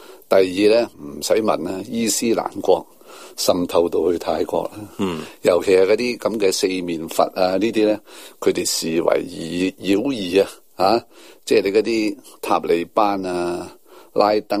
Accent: Hong Kong; 我哋香港人一定要支持

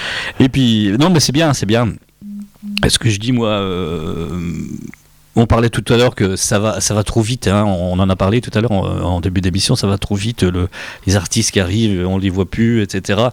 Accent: France; quand on n'entendait plus grand chose chez nous, en France

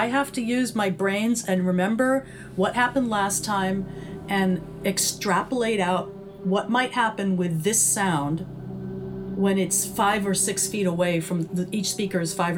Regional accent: New York, United States; even though I'm a city kid, I grew up in New York

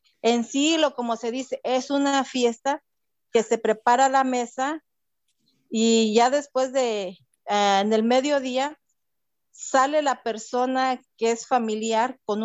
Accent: Ocotepec, Morelos, Mexico; Soy originaria de México, pero especialmente de Cuernavaca, Morelos, de un poblado que se llama Ocotepec.

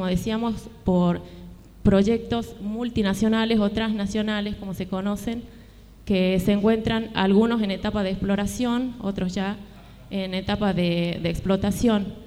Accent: Andalgalá, Catamarca, Argentina; nosotros venimos desde Andalgalá precisamente

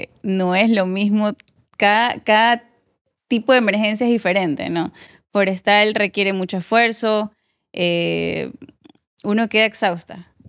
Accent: Loja, Ecuador; yo no soy guayaquileña, yo nací en Loja

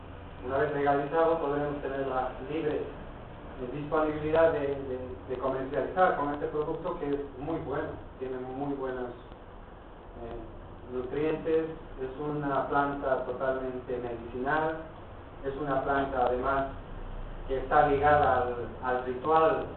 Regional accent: Bolivia; now in Spain; a través de lo que estamos haciendo acá en Cataluña, nosotros como bolivianos, de afianzar nuestras raíces, nuestra religión. Practicamos un poco los rituales todavía andinos

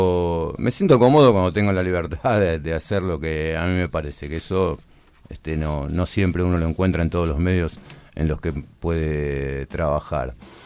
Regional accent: Buenos Aires, Argentina; now in Luján, Argentina; yo soy porteño, trabajé en la ciudad autónoma de Buenos Aires, en medios barriales y demás, estudié un poco, y luego, digamos, la génesis aquí en Luján. Yo vine a la zona de Luján hacia 1995

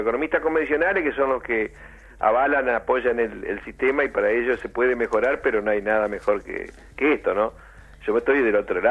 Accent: Argentina; no somos los argentinos los que tomamos las decisiones

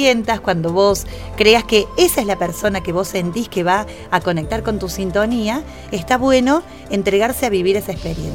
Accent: Córdoba, Argentina; soy de Córdoba Capital

